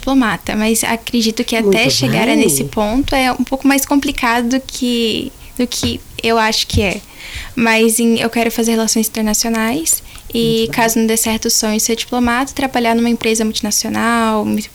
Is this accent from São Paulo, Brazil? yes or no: yes; São Paulo, Brazil; moved away; também vim de uma cidade grande, vim de São Paulo, então essa diferença...